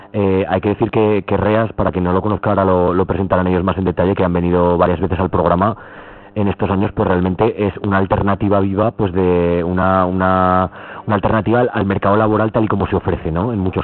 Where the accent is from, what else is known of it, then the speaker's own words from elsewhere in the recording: Zaragoza, Aragon, Spain; nosotros que somos de Zaragoza, pues se ve la ciudad llena de gente tomando granizados y paseando